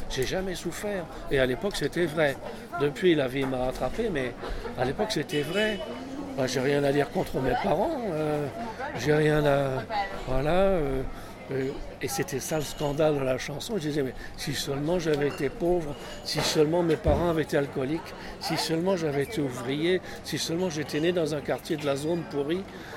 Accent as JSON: {"language": "French", "town": "Paris", "region": "Île-de-France", "country": "France", "tie": "born there", "said": "Non, je suis pas né à Neuilly. Je suis né à Paris."}